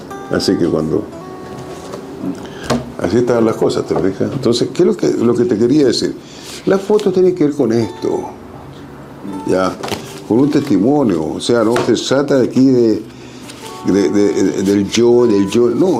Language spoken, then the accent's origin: Spanish; Antofagasta, Chile; Yo soy de Antofagasta.